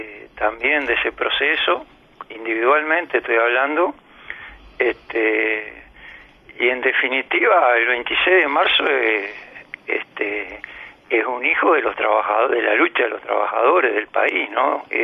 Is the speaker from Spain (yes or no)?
no; Uruguay; los uruguayos somos muy futboleros